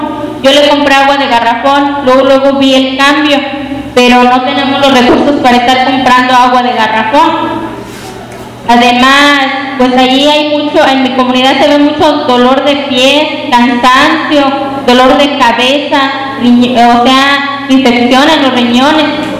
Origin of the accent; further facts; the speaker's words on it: San Diego de la Unión, Guanajuato, Mexico; vengo del municipio de San Diego de la Unión.